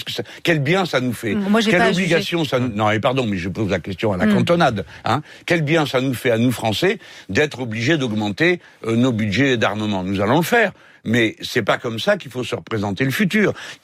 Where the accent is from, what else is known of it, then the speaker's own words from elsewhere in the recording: France; Cependant, nous sommes français, hein, donc nous jugeons d'après nos manières de voir.